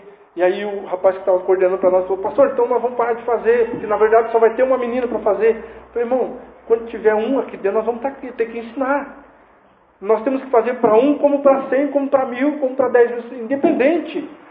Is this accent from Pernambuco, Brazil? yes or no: no; Curitiba, Paraná, Brazil; mas você tem que sair do teu, por vezes, comodismo que nós temos como curitibano e receber as pessoas em casa.